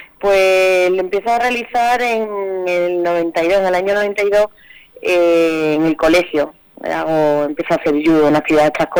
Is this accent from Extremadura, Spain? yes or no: yes; Extremadura, Spain; moved away as an adult; tuve que salir fuera de Extremadura para poder realizarme profesionalmente, estuve 10 años fuera